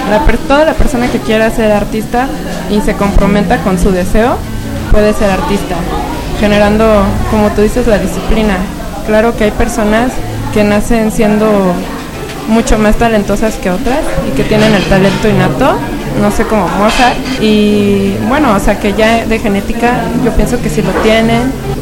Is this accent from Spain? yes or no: no; Mexico City, Mexico; born there; Hola, yo nací en el Distrito Federal, me vine a radicar aquí.